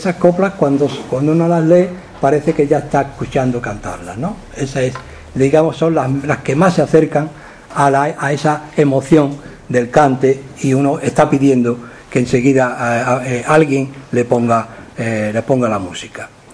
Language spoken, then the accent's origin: Spanish; Andalusia, Spain; los que somos andaluces y hemos respirado el ambiente del flamenco